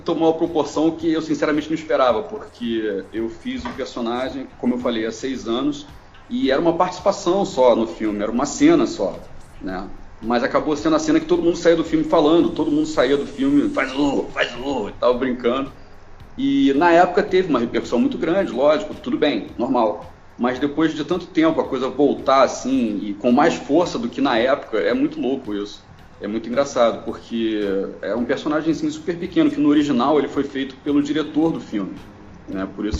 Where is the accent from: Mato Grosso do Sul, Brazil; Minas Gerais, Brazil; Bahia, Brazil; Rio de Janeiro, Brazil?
Rio de Janeiro, Brazil; porque eu sou do Rio, então eu